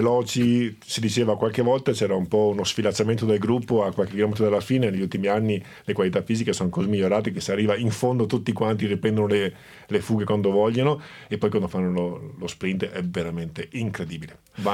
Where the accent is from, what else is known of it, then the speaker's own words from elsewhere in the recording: Veneto, Italy; Da Veneto non potevo naturalmente che essere tifoso di ciclismo